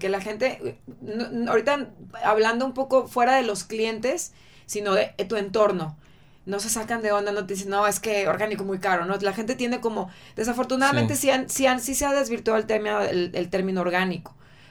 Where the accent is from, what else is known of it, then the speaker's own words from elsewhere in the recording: Mexico; Nosotros como mexicanos tenemos un país súper rico en este sentido